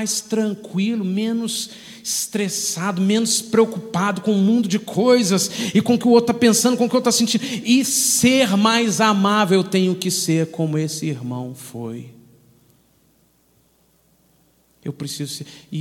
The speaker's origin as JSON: {"language": "Portuguese", "region": "Minas Gerais", "country": "Brazil", "said": "Como um bom mineiro, eu estava sentado numa das reuniões"}